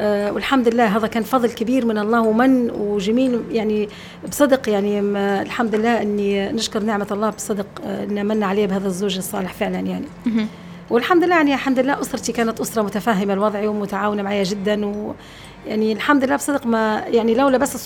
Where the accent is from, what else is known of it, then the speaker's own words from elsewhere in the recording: Libya; باعتبار أني أنا ليبية وبنت بلاد